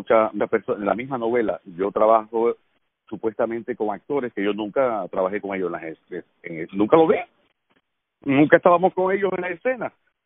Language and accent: Spanish; Cuba; accent: Cuban; now in Mexico; Tengo acento cubano, o el acento que tengo lo puedo corregir en su momento, pero al hablar aquí, tú sabes que hace falta acento mexicano.